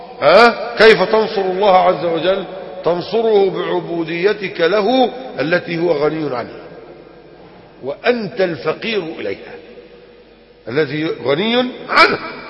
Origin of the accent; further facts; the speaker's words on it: Egypt; كان عالما من العلماء الكرام الكبار عندنا في مصر، وكنت أتشرف بحضور دروسه وأنا في 14 من عمري، كنت في القاهرة